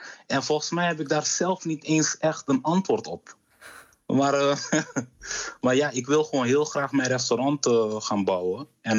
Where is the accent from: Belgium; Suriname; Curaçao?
Curaçao; Ik kom natuurlijk uit Curaçao.